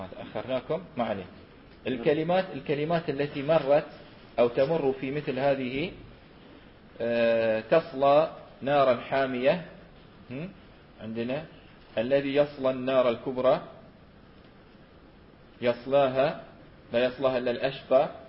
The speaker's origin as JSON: {"language": "Arabic", "country": "Bahrain", "said": "في غزال عندنا في البحرين"}